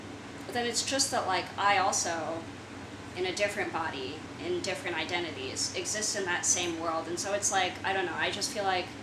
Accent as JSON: {"language": "English", "town": "San Francisco", "region": "California", "country": "United States", "tie": "born or raised there", "said": "growing up in San Francisco, which, at least while I was there, and the environments that I was moving through, especially as a younger child when this movie came out, it's a lot of Asian American people there"}